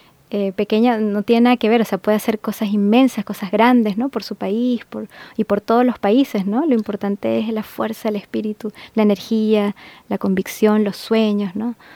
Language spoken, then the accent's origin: Spanish; Aragua, Venezuela; Porque él nació en el estado de Aragua, de donde soy yo, donde nací yo.